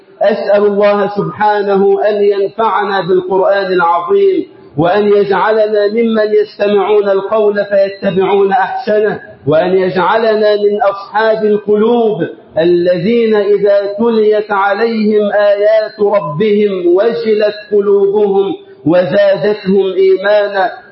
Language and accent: Arabic; Egypt; اللهم اجعل بلدنا مصر أمنا أمانا